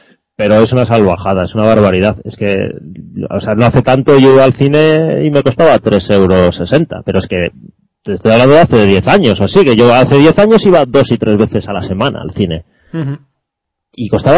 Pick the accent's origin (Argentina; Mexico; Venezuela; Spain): Spain; Bilbao, Basque Country; now in Santiago de Compostela, Spain; Yo resido en Santiago de Compostela, aunque bueno, no soy de aquí, yo soy de Bilbao.